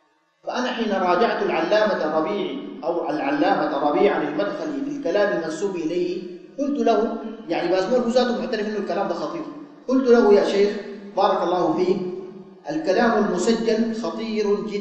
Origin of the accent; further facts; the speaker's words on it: Sudan; عندنا في السودان، ولاة أمرنا في هذه البلاد